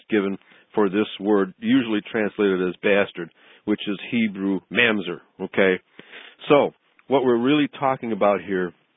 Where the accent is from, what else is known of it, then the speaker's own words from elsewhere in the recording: Chicago, Illinois, United States; Well, I remember as a child growing up in Chicago, going to numerous wedding feasts